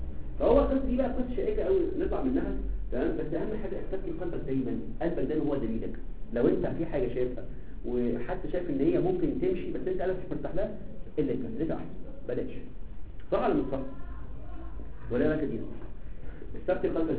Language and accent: Arabic; Egypt; على فكره هذه الكلمه مش موجوده في مصر. احنا عندنا في مصر اسمها الليجال ابورشن